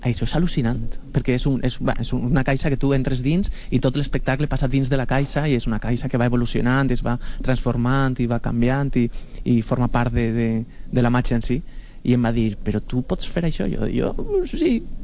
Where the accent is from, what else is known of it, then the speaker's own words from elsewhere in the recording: Picassent, Valencian Community, Spain; que jo tindré contactes perquè sóc de Picassent.